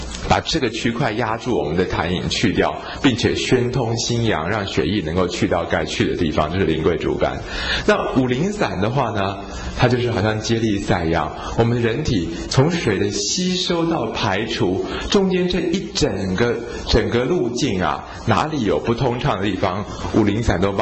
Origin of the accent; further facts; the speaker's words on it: China; 那日本人他们把我们中国人的这个气血水辩证啊